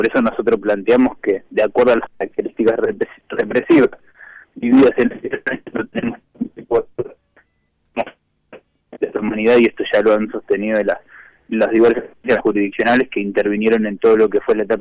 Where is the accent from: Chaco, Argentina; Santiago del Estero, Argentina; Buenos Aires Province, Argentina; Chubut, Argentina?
Chubut, Argentina; Trelew; porque soy oriundo de Trelew y participo activamente en este tipo de investigaciones